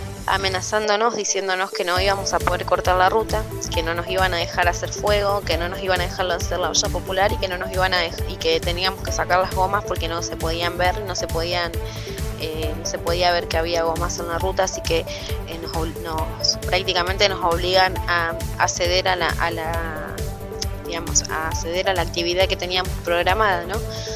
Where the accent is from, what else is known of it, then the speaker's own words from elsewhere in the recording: Los Toldos, Buenos Aires Province, Argentina; de Los Toldos